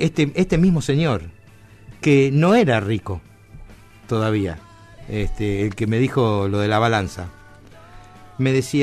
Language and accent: Spanish; Argentina; somos parias los argentinos